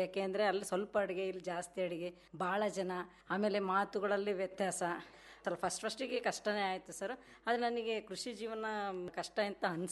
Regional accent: Shivamogga, Karnataka, India; ನಮ್ಮ ತಂದೆ ಅವರು ಮಾಸ್ಟ್ರು, ಮೂಲತಃ ನಾವು ಶಿವಮೊಗ್ಗದವರು. ನಂದು ವಿದ್ಯಾಭ್ಯಾಸ ಬಂದು BA BEd ಆಗಿತ್ತು.

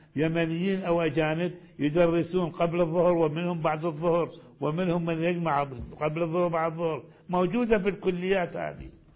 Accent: Iraq; حتى كان عندنا في العراق أساتذة يأتون

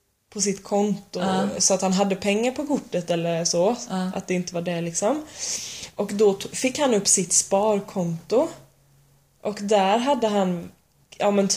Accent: Sweden; för vi sa att vi var från Sverige

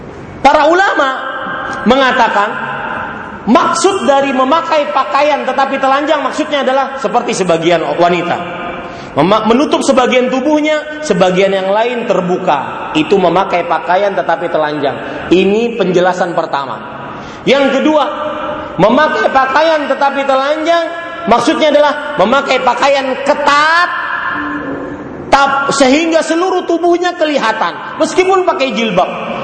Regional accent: Banjarmasin, South Kalimantan, Indonesia; Di Banjarmasin, Pak, di kota saya, kalau di sini mungkin kotanya emas. Di Banjarmasin kota batu, batu hitam panas.

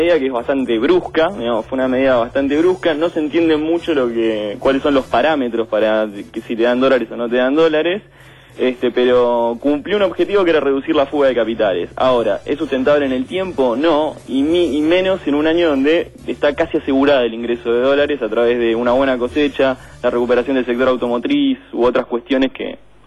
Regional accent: Buenos Aires, Argentina; Y soy de Barracas, no hay mucha clase

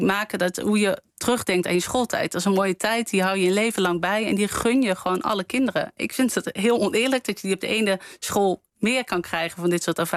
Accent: Limburg, Netherlands; Nou ja, ik ben zelf opgegroeid in Limburg.

